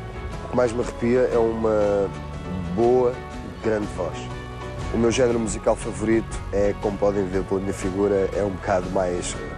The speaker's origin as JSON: {"language": "Portuguese", "town": "Marinha Grande", "region": "Leiria", "country": "Portugal", "tie": "born there", "said": "Eu sou no Norte, tenho 33 anos e nasci na Marinha Grande."}